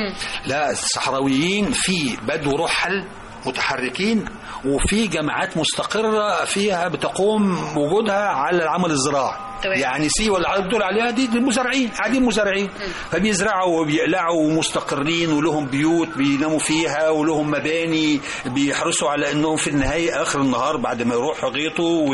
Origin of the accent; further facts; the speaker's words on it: Egypt; زي عندنا في الريف، نخبز مثلا أمي كانت تخبز مشنتين عيش يقعدوا بالشهر